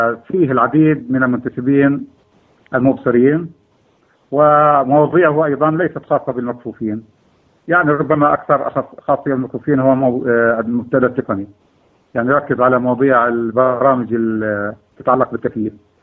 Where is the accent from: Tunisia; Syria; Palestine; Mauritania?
Palestine; Ramallah, West Bank; born there; also born or lived in Al-Bireh / Bethlehem; ولدت في مدينة رام الله عام 1924 من كانون الثاني عام 1965 ميلادي.